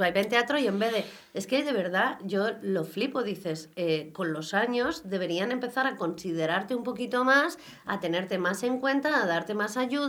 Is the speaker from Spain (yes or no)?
yes; Castile, Spain; Yo soy castellana, hablo claro.